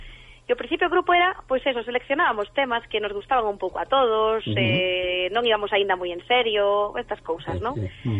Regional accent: Caldas de Reis, Galicia, Spain; eu son de Caldas de Reis.

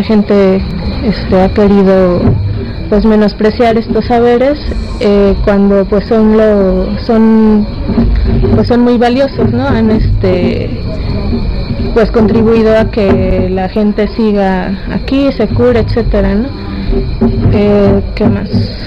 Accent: Mexico City, Mexico; vengo de la Ciudad de México, de una colonia que se llama San Juan de Aragón.

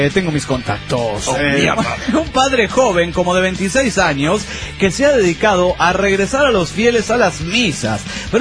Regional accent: Panama; de Panamá. ¡Panamá!

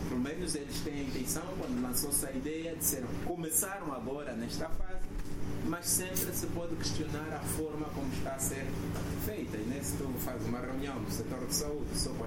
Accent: Angola; não, eu sou angolano, também estudei, também sei, vou opinar

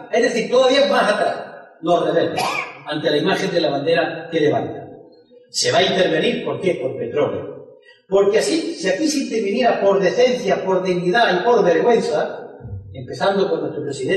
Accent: Spain; Y como español me siento avergonzado

